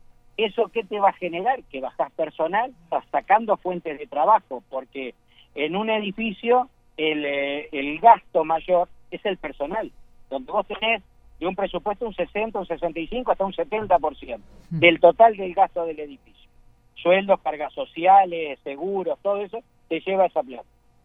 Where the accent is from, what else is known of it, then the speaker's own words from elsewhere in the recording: Maldonado, Uruguay; born there; yo soy nacido acá en Maldonado y hace 35 años que administro edificios.